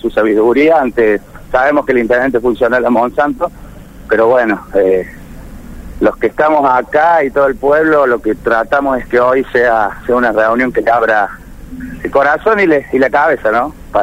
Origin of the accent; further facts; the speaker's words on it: Córdoba, Argentina; soy vivo 5 minutos de Malvinas, ¿no? Un pueblo que está muy cerca, no soy vecino precisamente de Malvinas, soy de un barrio de Córdoba, pero estoy muy cerca de ellos.